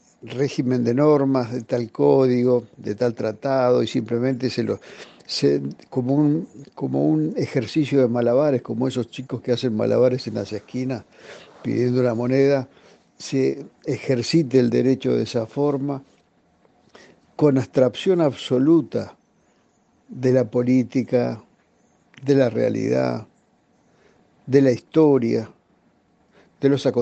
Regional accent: Argentina; como hombre de la política, como ciudadano, como argentino

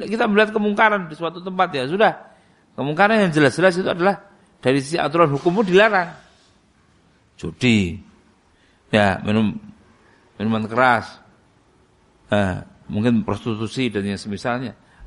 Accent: East Java, Indonesia; Saya datang dari Jawa Timur. Bukan orang Solo

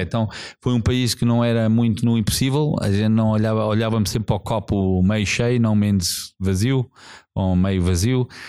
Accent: South Africa; Eu também, assim, nasci na África do Sul, tive uma juventude num tempo que foi um tempo muito diferente, um país que estava a passar muitas mudanças

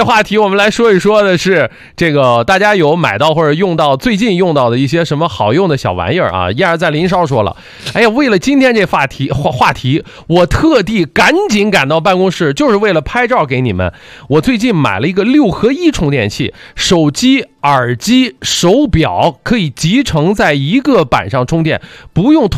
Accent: Shandong, China; 我就好知道我是山东人，爱吃馒头

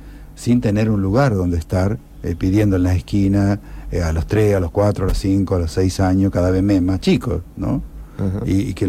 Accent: Arteaga, Santa Fe, Argentina

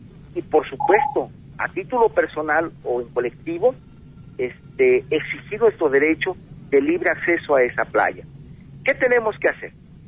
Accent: Mexico; que las playas regresen a su posesionario original, que somos los mexicanos

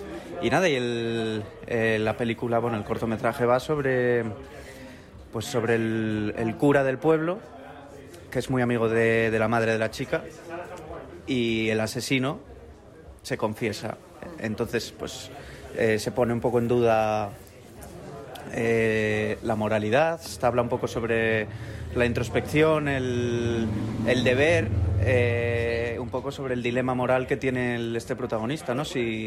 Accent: Gijón, Asturias, Spain; yo que soy de Gijón, de aquí de toda la vida

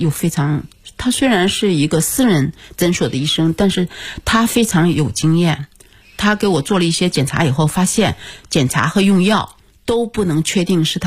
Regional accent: China; 因为日语当中它叫胶原病，我们中国人谁都没听说过

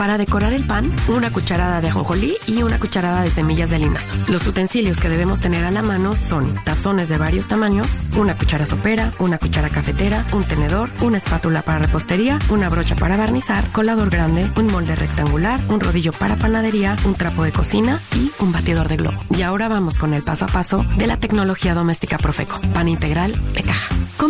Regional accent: Mexico; haber vivido en 6 diferentes países y no en mi país de origen, me hizo hacer todo desde cero. Y mi estilo es eso, hacer todo desde cero en casa. Desde mantequillas, quesos, pan, mermeladas, porque yo no tenía el alcance de los productos mexicanos.

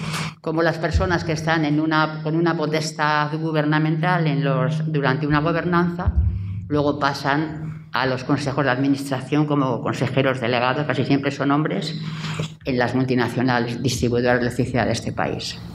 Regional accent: Barcelona, Catalonia, Spain; now in Granada, Spain; Yo vengo de Barcelona. He estado toda mi vida laboral en Cataluña y, en fin, yo no conocía Granada.

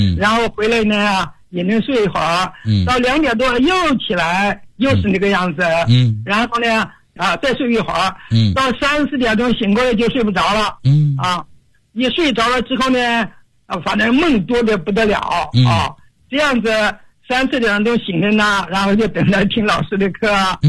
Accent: Foshan, Guangdong, China; 我来自广东佛山，今年已经84周岁了。

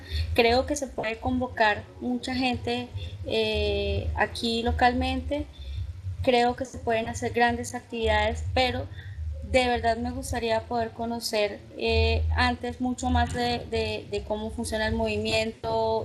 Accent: Valledupar, Cesar, Colombia; soy médico, soy de Valledupar, en Colombia

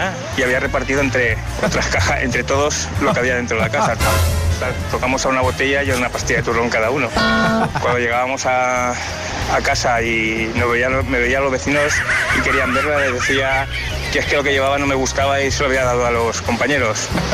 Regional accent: Valencia, Valencian Community, Spain; de Valencia.

